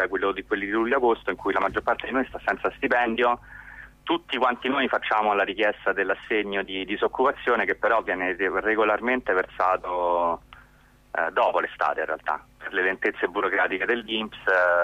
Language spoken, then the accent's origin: Italian; Rome, Lazio, Italy; io sono di Roma